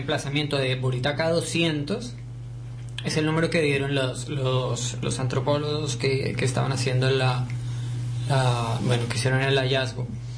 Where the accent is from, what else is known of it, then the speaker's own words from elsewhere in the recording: Colombia; Bueno, somos de Colombia, la mayoría, y es música colombiana por eso.